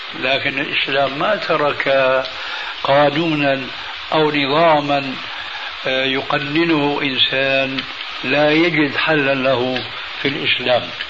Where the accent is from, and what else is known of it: Syria